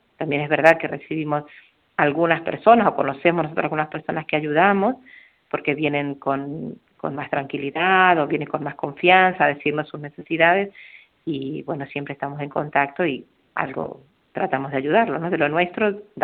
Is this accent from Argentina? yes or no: yes; Argentina; now in Formentera, Spain; somos 3 argentinas en este momento y 1 ecuatoriana